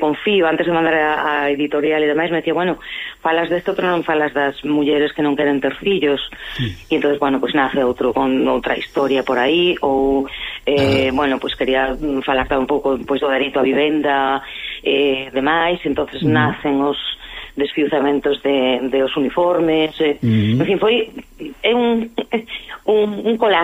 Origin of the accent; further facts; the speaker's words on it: Lugo, Galicia, Spain; Eu son de Lugo e son dunha familia moi retranqueira